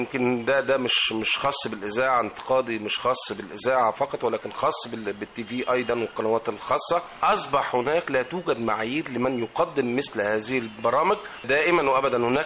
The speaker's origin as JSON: {"language": "Arabic", "country": "Egypt", "said": "ودايما مصدر البهجة والسعادة بالنسبة لنا كمصريين وكمستمعين."}